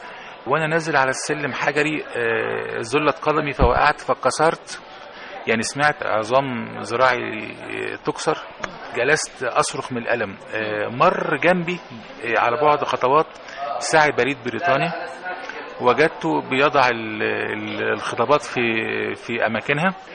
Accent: Egypt; هي بلدنا مصر، مرتبطة بينا بالاسم، بالجنسية، بالباسبور، بالميلاد، بالمنشأ، بالممات.

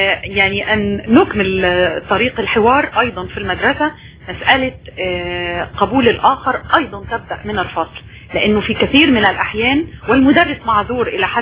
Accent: Egypt; بالتأكيد وأنا مواطنة مصرية أشهد أن الصورة ليست سوداء

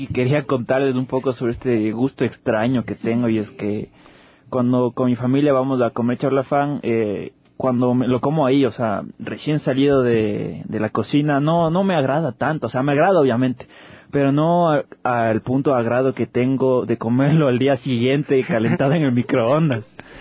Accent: Quito, Pichincha, Ecuador; como buen quiteño me encanta el arroz

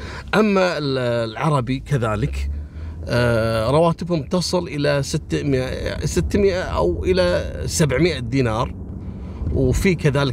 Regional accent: Kuwait; عندنا في الكويت

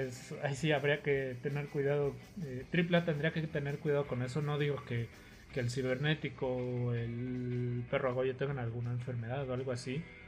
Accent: Mexico; somos público mexicano y no nos callamos para nada en las luchas

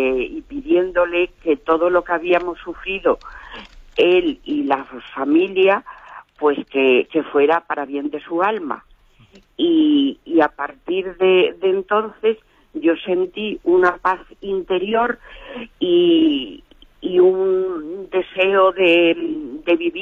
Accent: Toledo, Castilla-La Mancha, Spain; Mire, soy una señora de Toledo

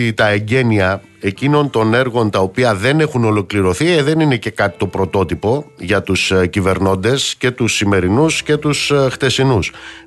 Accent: Amaliada, Western Greece, Greece; στην πατρίδα μου κάτω στην Αμαλιάδα

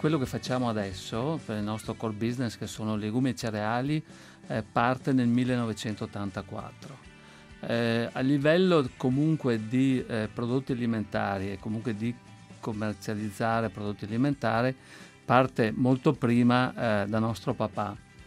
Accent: Veneto, Italy; noi siamo veneti

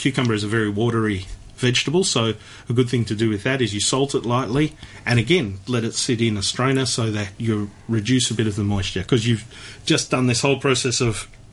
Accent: Melbourne, Victoria, Australia; I grew up in Melbourne.

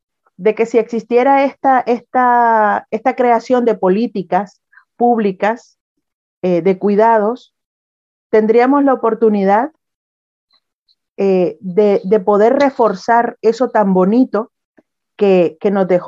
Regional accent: Nicaragua; Yo soy nicaragüense y si decidiera volver a mi país

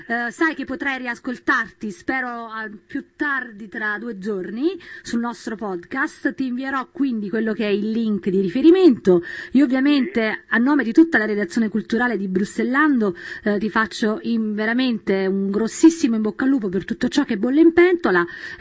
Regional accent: Campania, Italy; tradurrò io per loro, dai, che come te sono campana.

